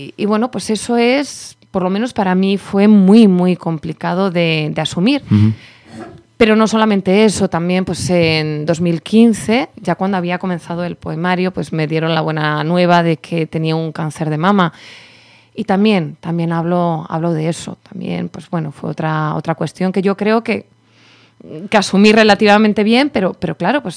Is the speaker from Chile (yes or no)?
no; Spain; pues estaban durmiendo una siesta, que somos españoles, claro.